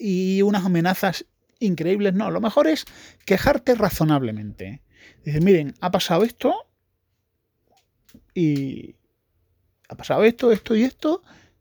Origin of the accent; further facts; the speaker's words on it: Spain; Porque soy español.